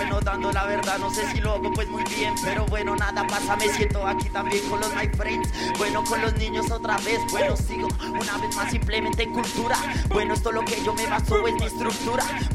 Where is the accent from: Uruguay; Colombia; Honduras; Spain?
Colombia; Bogotá; soy un tipo tan guasal, yo soy un bogotano